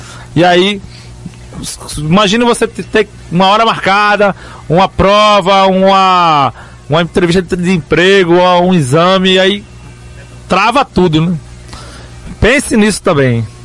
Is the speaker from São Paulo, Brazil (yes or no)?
yes; São Paulo, Brazil; eu também sou de São Paulo.